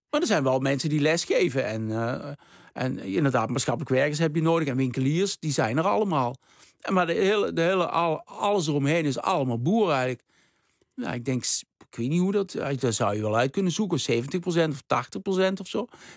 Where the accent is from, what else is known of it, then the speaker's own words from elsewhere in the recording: Deurne, North Brabant, Netherlands; Maar ik kom uit Deurne, dus ik voelde me heel erg betrokken bij die boeren.